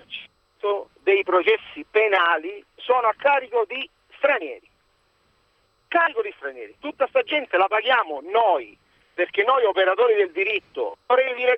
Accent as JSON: {"language": "Italian", "town": "Reggio Calabria", "region": "Calabria", "country": "Italy", "said": "Sono di Reggio Calabria. Io sono di Reggio Calabria. E questo flusso di persone nella mia città d'origine non c'è, non esiste."}